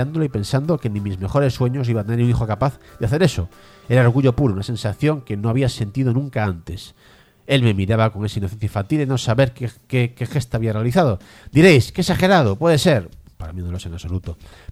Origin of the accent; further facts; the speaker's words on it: Galicia, Spain; now in Madrid, Spain; Soy un gallego viviendo en Madrid